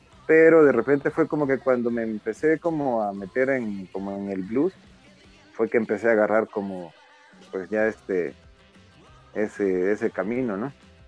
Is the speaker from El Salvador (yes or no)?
yes; El Salvador; yo soy de El Salvador, entonces pues allá armé una banda con unos amigos